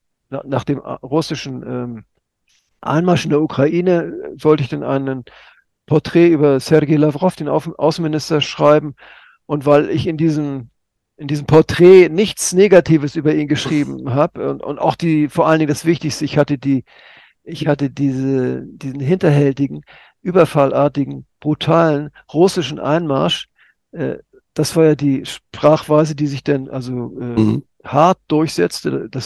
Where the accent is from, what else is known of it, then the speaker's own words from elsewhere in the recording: Hamburg, Germany; Also in meiner Heimatstadt Hamburg, 120 Leute waren